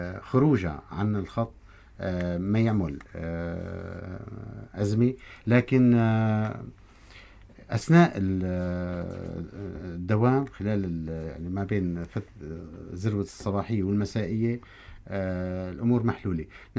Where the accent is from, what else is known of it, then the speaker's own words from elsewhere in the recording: Barmanat al-Mashayekh, Tartus Governorate, Syria; خط برمانة المشايخ اللي هي قريتي